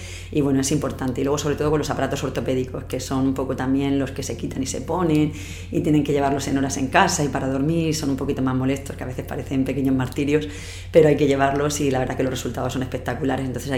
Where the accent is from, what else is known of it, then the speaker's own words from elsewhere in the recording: Los Montesinos, Valencian Community, Spain; now in Murcia, Spain; yo nací en un pueblo de Alicante, en los Montesinos. Sí. Y bueno, pues un poco arrastrar lo que ha sido de siempre a la gente de mi pueblo, luego haber venido a Murcia a estudiar la carrera, luego me fui a hacer la especialidad de ortodoncia a la Complutense en Madrid.